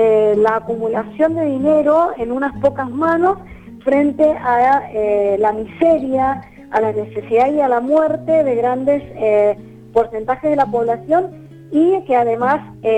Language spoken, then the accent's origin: Spanish; Mendoza, Argentina; como mendocinos hemos tenido que enfrentar desde que los primeros criollos llegaron a Mendoza, distintas situaciones complejas